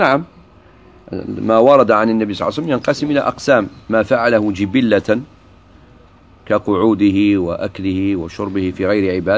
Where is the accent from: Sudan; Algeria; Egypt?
Algeria; وخاصة في بلادنا الجزائر